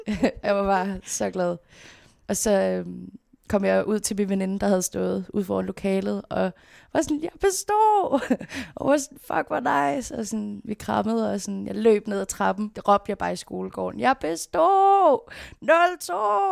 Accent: Frederiksberg, Capital Region, Denmark; born there; Jeg blev født på Frederiksberg Hospital. Mine forældre boede i en lille lejlighed på Vesterbro

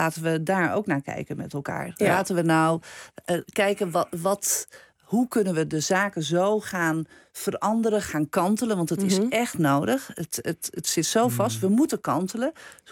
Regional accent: Netherlands; ik denk dat wij als Nederlander ook wel vinden dat we zo'n beetje overal recht op hebben.

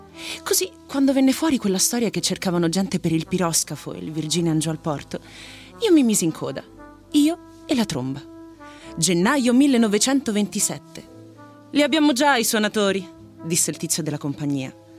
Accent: Rome, Lazio, Italy; Ma sì, Ponte Mammolo, Re Bibbia.

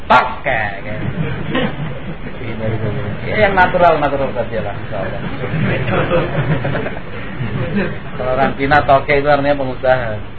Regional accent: Java, Indonesia; kalau kita orang Jawa bilang bebek

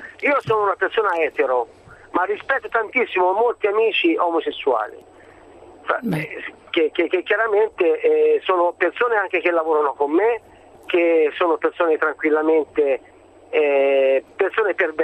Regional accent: Tuscany, Italy; Andavo a scuola quindi, dai 13 ai 18 anni. Sono toscano

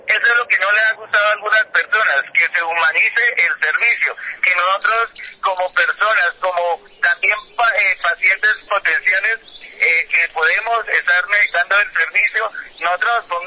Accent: Boyacá, Colombia; yo vengo de Boyacá, no tengo ningún compromiso político

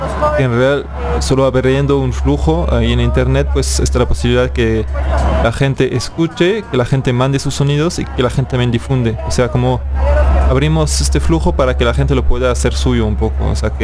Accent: France; now in Mexico; soy francés de origen, vivo en México

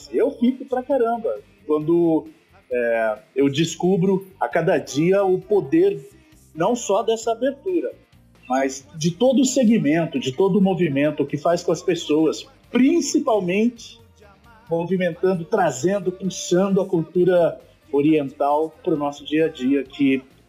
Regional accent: Ribeirão Preto, São Paulo, Brazil; na minha adolescência em Ribeirão Preto, que eu sou de lá, né?

